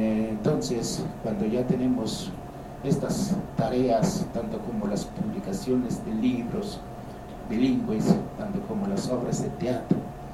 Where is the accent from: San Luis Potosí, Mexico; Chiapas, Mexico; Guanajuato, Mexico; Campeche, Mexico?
Chiapas, Mexico; Zinacantán; trabajó durante 40 años aquí en mi pueblo, que es Sinacantá